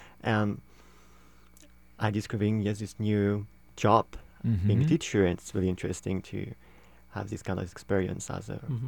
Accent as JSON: {"language": "English", "town": "Paris", "region": "Île-de-France", "country": "France", "lives_now": "Minneapolis, United States", "said": "I come from France, Paris. I'm in Minneapolis for just 1 year because I'm doing some international studies in U of M."}